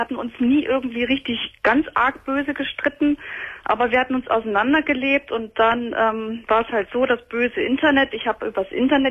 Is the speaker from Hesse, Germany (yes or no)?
yes; Hesse, Germany; ich bin aus der Nähe von Kassel. Das ist ja schon ein Stück.